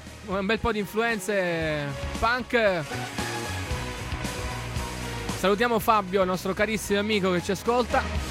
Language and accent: Italian; Cefalù, Sicily, Italy; dalle nostre parti, almeno a Cefalù, in provincia di Palermo, c'è sempre molta umidità, perché data la vicinanza al mare